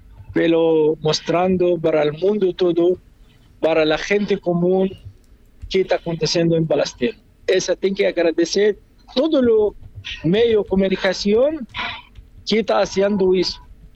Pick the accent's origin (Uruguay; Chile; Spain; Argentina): Uruguay; Esa me deja como uruguayo indignación mío.